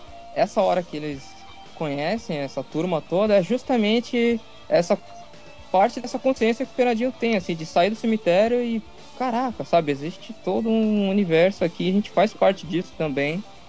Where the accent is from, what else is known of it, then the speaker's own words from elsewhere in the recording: Santos, São Paulo, Brazil; Que eu sou de Santos, eu morei lá, né?